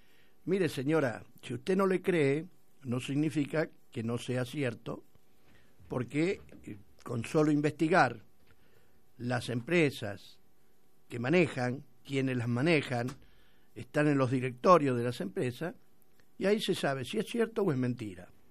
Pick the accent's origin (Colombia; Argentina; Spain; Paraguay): Argentina; soy argentino, que quiere a su patria